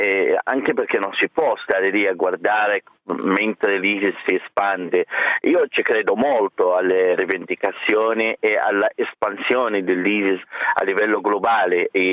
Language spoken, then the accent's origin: Italian; Mosul, Nineveh, Iraq; born there; Italian is a second language; una città di 2,5 milioni di abitanti come la mia città natale Mosul in 24 ore